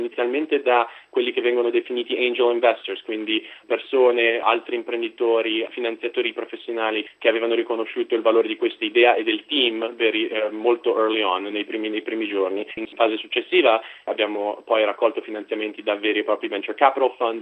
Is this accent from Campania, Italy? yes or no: no; Milan, Lombardy, Italy; moved away as an adult; now in Austin, United States; nato e cresciuto a Milano.